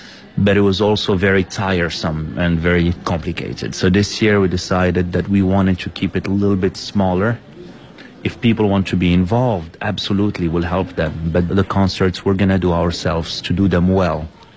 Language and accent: English; Morocco; now in Beijing, China; I'm from Morocco, and I've been in Beijing, China now for 14 years.